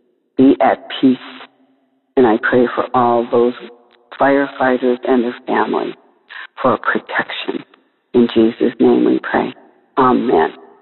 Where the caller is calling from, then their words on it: California, United States; I am calling from California.